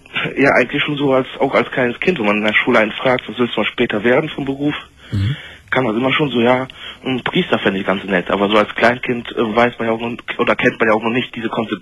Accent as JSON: {"language": "German", "country": "Poland", "tie": "born there", "said": "ich komme gebürtig aus Polen"}